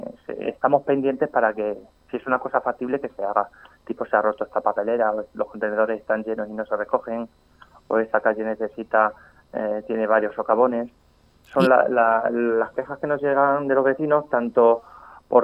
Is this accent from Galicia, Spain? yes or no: no; Talavera de la Reina, Castilla-La Mancha, Spain; born there; Bueno, yo solo nací en Talavera, ¿eh?